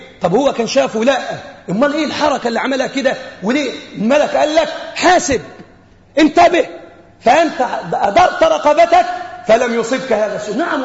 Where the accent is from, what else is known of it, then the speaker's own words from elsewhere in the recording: Egypt; بلادنا مصر